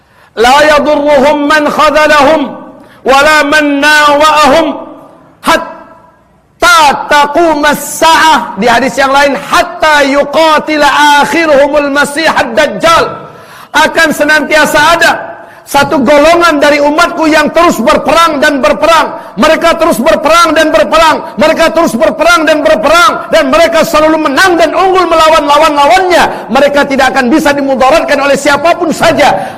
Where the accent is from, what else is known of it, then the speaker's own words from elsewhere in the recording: Padang, West Sumatra, Indonesia; Nah, giliran saya wong Padang. Ya, ketika wong Padang duduk ke sini